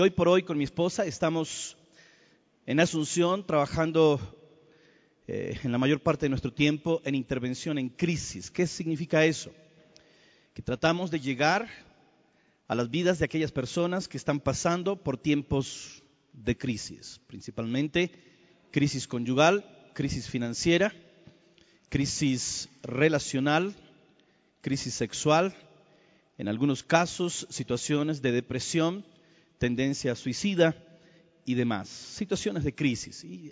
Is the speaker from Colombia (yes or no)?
yes; Colombia; Es una alegría estar de nuevo en mi país, Colombia